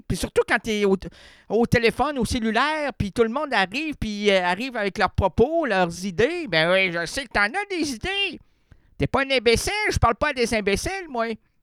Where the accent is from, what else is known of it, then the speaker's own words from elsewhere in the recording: Quebec, Canada; J'suis un Québécois moyen qui travaille dans un...